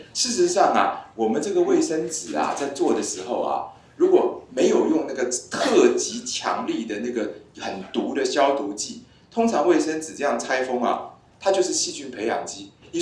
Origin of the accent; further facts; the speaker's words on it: Taiwan; 就我们台湾人很喜欢戴口罩